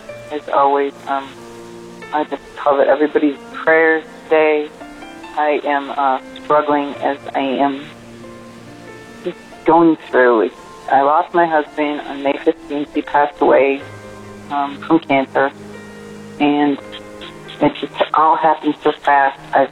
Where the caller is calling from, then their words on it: Alabama, United States; and I'm calling from Alabama.